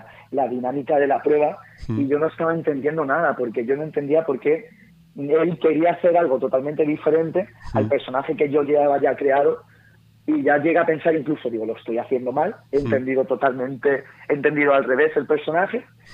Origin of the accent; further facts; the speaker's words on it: Alcàsser, Valencian Community, Spain; Ocurrió en mi tierra.